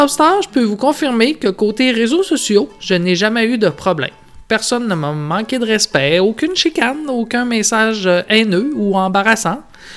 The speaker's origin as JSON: {"language": "French", "town": "Chicoutimi", "region": "Quebec", "country": "Canada", "tie": "born or raised there", "said": "je viens du Saguenay, de Chicoutimi, et j'ai un gros attachement à ma région natale."}